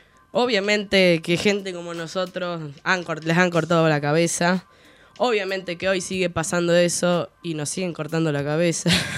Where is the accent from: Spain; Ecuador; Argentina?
Argentina; Queremos ser una nación argentina porque somos argentinos